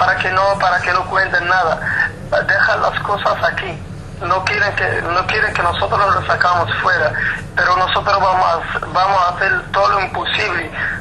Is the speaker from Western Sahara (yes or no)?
yes; Western Sahara; now in Lyon, France; Yo soy un luchador saharaui que vivo en Lyon